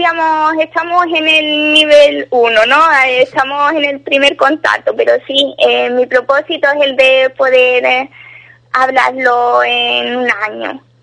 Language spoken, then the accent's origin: Spanish; Ubrique, Andalusia, Spain; accent: Ubrique; now in Italy; Después, en solo dos días, me vuelve mi acento ubriqueño y vuelvo a hablar con el hijo y todas esas cosas.